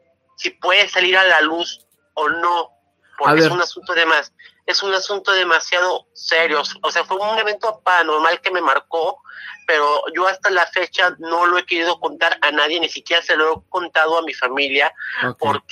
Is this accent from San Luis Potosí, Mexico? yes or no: no; Puerto Vallarta, Jalisco, Mexico; soy de aquí de Puerto Vallarta.